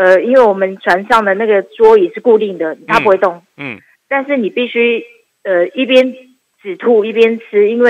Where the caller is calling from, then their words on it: Taipei, Taiwan; 你好，我是台北的